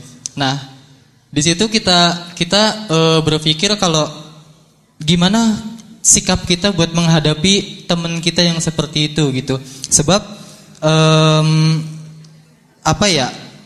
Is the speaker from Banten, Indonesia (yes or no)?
no; Bekasi, West Java, Indonesia; Enggak ada tulohnya ya. … asal saya dari Bekasi. Saya mahasiswa UIN Sunan Kalijaga.